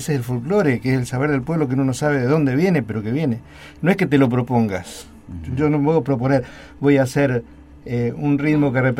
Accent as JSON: {"language": "Spanish", "region": "Mendoza", "country": "Argentina", "lives_now": "Mar del Plata, Argentina", "said": "yo soy mendocino y me siento marplatense, hace 26 años que vivo acá."}